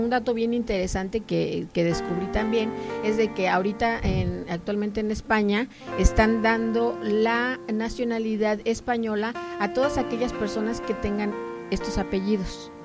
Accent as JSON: {"language": "Spanish", "region": "Mexico City", "country": "Mexico", "tie": "born there", "said": "parte de mi padre son de Veracruz y por parte de mi madre vienen de Taxco, Guerrero. Y bueno, yo nací en México, Distrito Federal"}